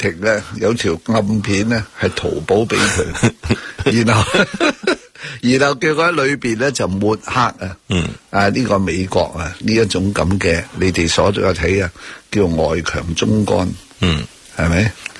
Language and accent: Cantonese; China; 因为我系中国人，